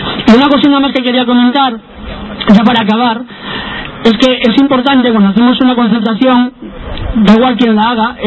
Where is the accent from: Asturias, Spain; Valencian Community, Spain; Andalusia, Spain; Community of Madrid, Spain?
Asturias, Spain; Langreo; yo soy de las cuencas, yo soy de Langreo. Para mí ir a Langreo, tengo la posibilidad, yo soy de un pueblecito de Langreo, de Villa